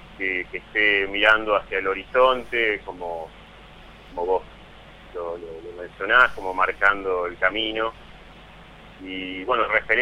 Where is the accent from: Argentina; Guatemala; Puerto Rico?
Argentina; Roque Pérez, Buenos Aires Province; now in Saladillo, Argentina; Yo en realidad soy de Roque Pérez, viví toda mi vida ahí, pero estoy viviendo hace 5 años prácticamente en Saladillo, que es una ciudad vecina de Roque Pérez.